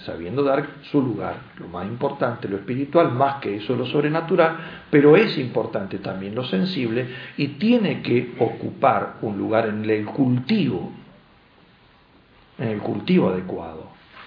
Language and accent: Spanish; Syria; moved away; Una de las sorpresas más grandes que me llevaba cuando salí de Siria es levantarme a la mañana, levantar la perillita y se prendía la luz. En Siria no teníamos luz, vivíamos en un sótano.